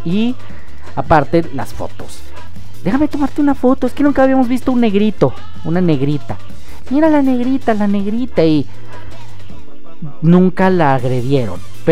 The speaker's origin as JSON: {"language": "Spanish", "country": "Mexico", "said": "los mexicanos somos uno y ya ni eso"}